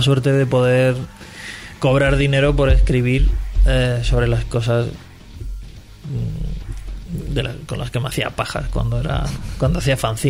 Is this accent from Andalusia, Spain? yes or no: no; Region of Murcia, Spain; hablo continuamente de que soy murciano